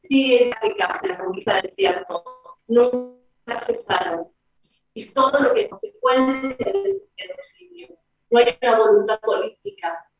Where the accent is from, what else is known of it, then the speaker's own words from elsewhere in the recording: Argentina; Y que sepan los que no se hacen cargo de su propia identidad, porque acá no somos exclusivamente argentinos